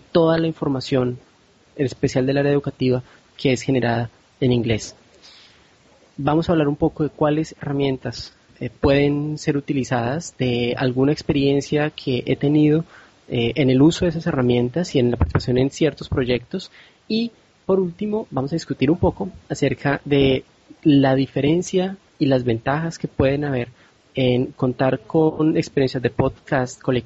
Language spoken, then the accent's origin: Spanish; Colombia; now in Rio de Janeiro, Brazil; soy de Colombia y hoy les hablo desde Río de Janeiro.